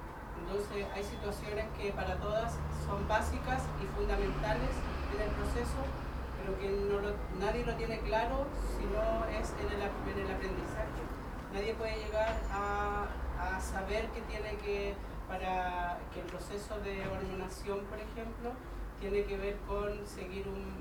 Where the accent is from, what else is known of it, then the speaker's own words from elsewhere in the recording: Temuco, Araucanía, Chile; a la colectiva trans feminista Temuco. Somos de Temuco.